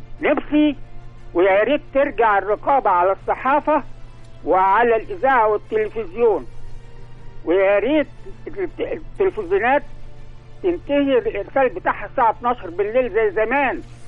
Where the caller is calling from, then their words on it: Alexandria, Alexandria Governorate, Egypt; نقيب امن بحري وحربي